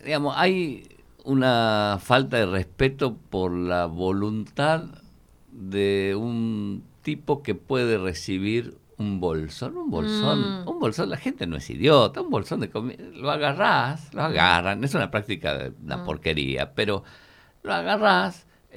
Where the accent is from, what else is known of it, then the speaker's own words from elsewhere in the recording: Tucumán, Argentina; nosotros venimos del Tucumán, donde teníamos el sindicato más grande del país, la FOTIA, ¿no?